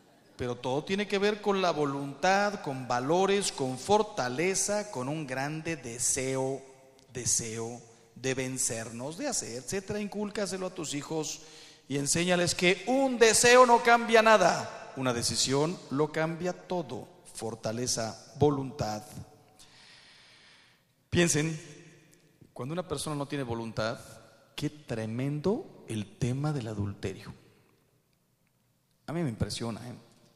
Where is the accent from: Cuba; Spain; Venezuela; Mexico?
Mexico; No quiero hablar mal de mi país, ¿eh? Soy mexicano